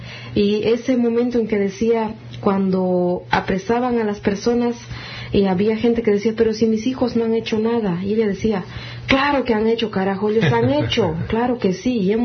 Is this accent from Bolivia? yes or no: yes; Cochabamba, Bolivia; vengo de Cochabamba, Bolivia